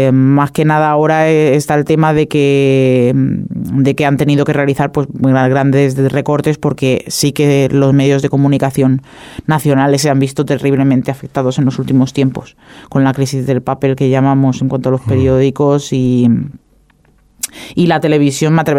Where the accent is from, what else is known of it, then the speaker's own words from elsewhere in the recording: Spain; tengo siempre ese problemita de que soy española.